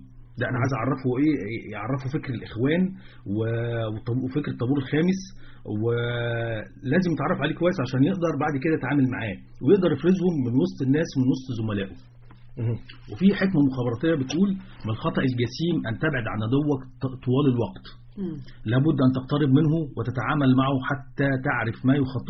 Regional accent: Egypt; وبعدين الامية عندنا في مصر ليست امية القراءة والكتابة.

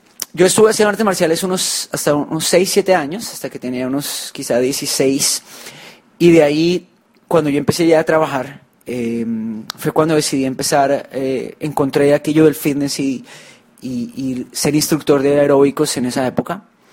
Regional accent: Colombia; now in Hong Kong; Nosotros, como se podrán imaginar, no nacimos en Hong Kong, ¿verdad? Nosotros somos de Colombia

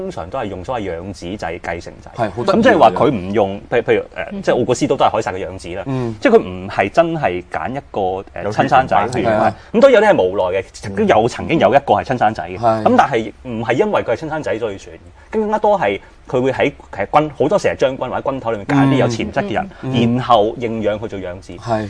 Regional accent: China; 咁所以我哋中國人以為是最好的嘢呢、其實不一定是最好的

